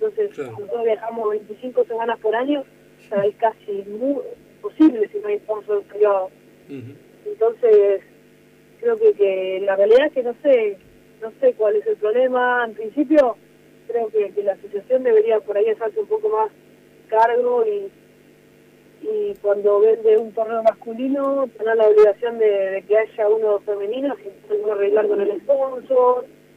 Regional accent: Argentina; nuestra situación como ciudadano argentino de un país que nos queda todo lejos

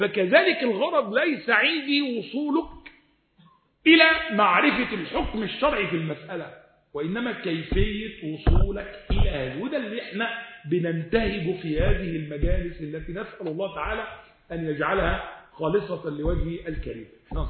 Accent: Egypt; الإمام الليث ابن سعد اللي هو عندنا في مصر،

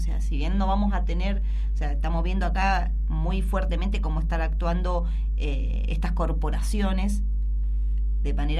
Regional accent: Mendoza, Argentina; somos somos los mendocinos los que no podemos pagar las facturas

